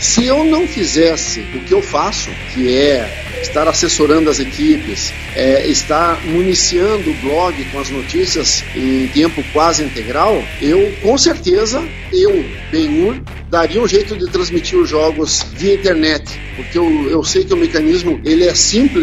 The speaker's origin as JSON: {"language": "Portuguese", "region": "Paraná", "country": "Brazil", "said": "Aqui na minha terra, que hoje é a capital do basquetebol em cadeira de rodas do Paraná"}